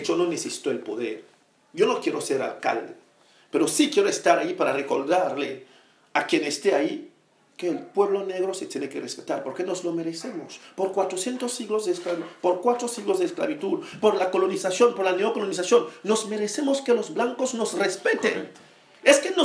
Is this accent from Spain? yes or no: yes; Spain; que en mi país no hayan CIEs